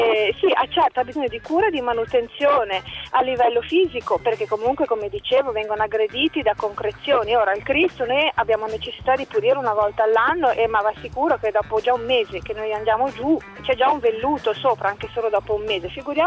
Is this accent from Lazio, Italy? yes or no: no; Genoa, Liguria, Italy; fra l'altro io sono genovese